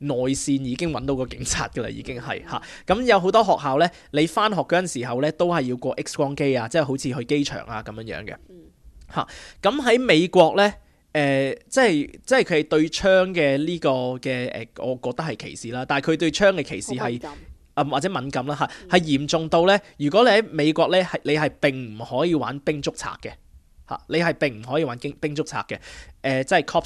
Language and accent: Cantonese; China; now in Australia; 我哋中国人咧都冇乜所谓